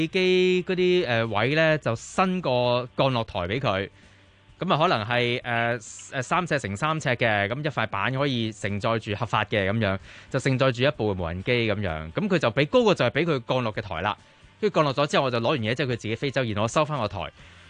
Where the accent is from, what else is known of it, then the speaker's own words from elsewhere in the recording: Hong Kong; 我哋香港人都经常会用嘅其中一个通讯软件就叫做 WhatsApp 啦。